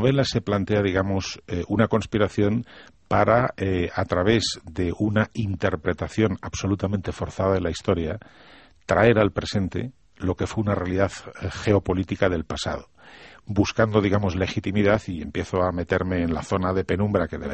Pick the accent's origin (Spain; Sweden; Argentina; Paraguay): Spain; Cantabria; como si en España, Asturias y mi tierra, Cantabria, las Asturias de Santillana